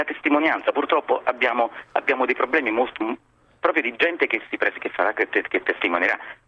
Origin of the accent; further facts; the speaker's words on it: Naples, Campania, Italy; now in Rome, Italy; Sono napoletano, ho vissuto fino a 10 anni fa a Roma, per 40 anni a Napoli, quindi ho vissuto 40 anni a Napoli in una periferia, quindi in un quartiere piuttosto degradato.